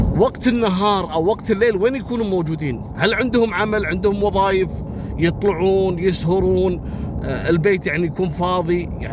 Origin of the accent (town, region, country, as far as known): Kuwait